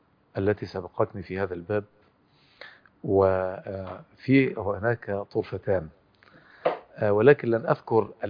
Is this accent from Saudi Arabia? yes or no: no; Egypt; من كبار المهتمين بالاصول وبالعلم الكلام في بلدنا مصر